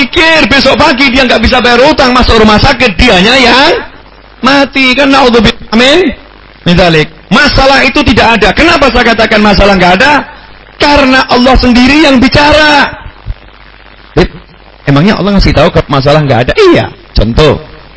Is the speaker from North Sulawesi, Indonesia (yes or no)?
no; Solo, Central Java, Indonesia; Saya orang Solo ngomong tuh, Pak.